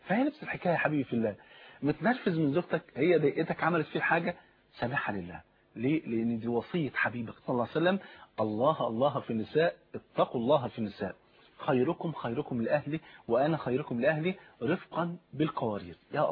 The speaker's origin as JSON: {"language": "Arabic", "country": "Egypt"}